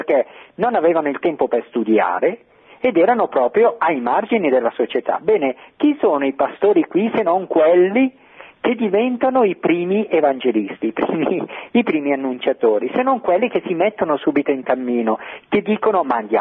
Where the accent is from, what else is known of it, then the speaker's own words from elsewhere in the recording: Bergamo, Lombardy, Italy; accent: Bergamo; sente il mio accento, anch'io sono di Bergamo, quindi è bello sentire il mio accento.